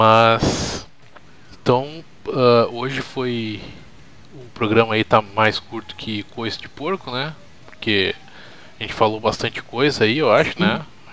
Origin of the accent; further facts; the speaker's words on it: Brazil; a gente essa semana aí passou por isso como brasileiros e como, digamos, amantes do esporte, né?